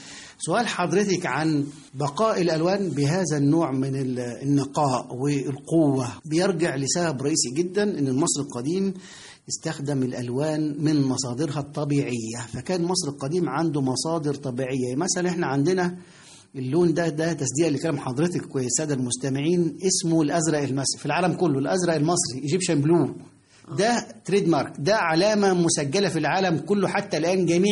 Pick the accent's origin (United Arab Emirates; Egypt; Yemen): Egypt; ولا تزال هذه الفكرة موجودة لدينا كمصريين، مصر هي أحسن بلد في العالم بالنسبة لنا،